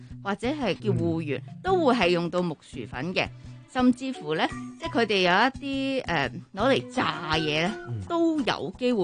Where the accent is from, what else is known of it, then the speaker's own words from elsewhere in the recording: New Territories, Hong Kong; 我哋新界人有嗰啲叫打醮，會食炸油糍、炸番薯